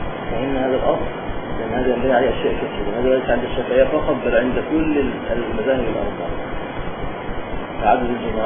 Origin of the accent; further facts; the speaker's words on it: Upper Egypt, Egypt; كما يحصل عندنا في الصعيد مثلا